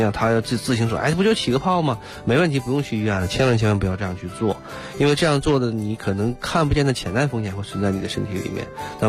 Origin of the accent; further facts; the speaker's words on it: Northeast China, China; 然后你比如说我小的时候这个又在东北长大